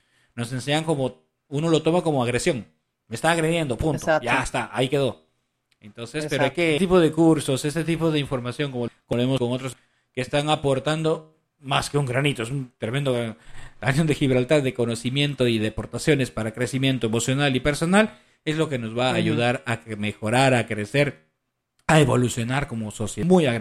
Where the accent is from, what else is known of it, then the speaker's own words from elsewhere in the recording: Peru; En mi país, en Perú, le dicen papá gobierno.